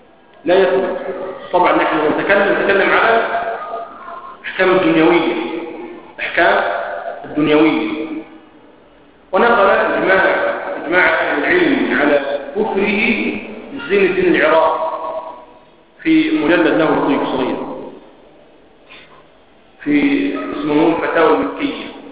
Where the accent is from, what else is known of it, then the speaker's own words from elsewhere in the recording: Egypt; لكن الذين يتكلموا بهذه المسائل أكثر عندنا في مصر قالوا بأنه لا يكفر